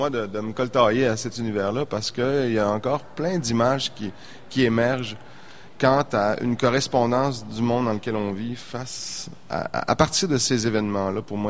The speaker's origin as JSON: {"language": "French", "town": "Saint-Félicien", "region": "Quebec", "country": "Canada", "tie": "born or raised there", "said": "Moi, je suis originaire de Saint-Félicien. J'ai grandi, donc, à Saint-Félicien, l'autodrome de Saint-Félicien. Donc, j'ai grandi dans cet univers-là."}